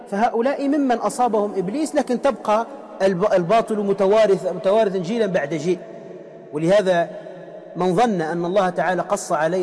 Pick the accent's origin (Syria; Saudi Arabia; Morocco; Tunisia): Tunisia; موجودين عندنا في تونس، في شربة